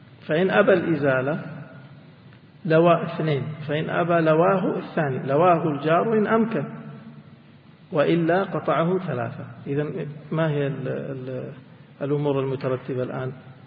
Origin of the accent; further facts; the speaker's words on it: Mecca, Makkah Province, Saudi Arabia; وعندنا في مكة أجياد السد